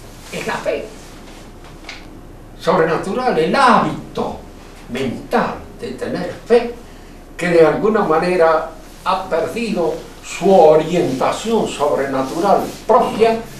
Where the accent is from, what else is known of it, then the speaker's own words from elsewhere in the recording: Argentina; Tampoco me entusiasma exageradamente el ser argentino. Soy argentino, no tengo otro remedio. No tengo más remedio que serlo.